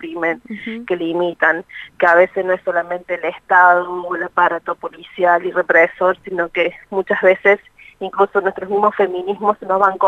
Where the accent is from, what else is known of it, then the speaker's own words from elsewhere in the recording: Córdoba, Argentina; soy de Córdoba, soy de Córdoba.